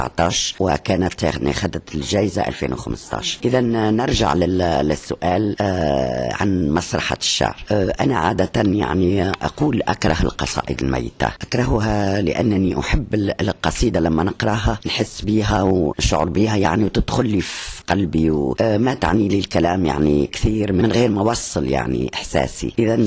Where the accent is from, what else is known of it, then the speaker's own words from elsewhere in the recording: Tunisia; ونقول أنا امرأة تونسية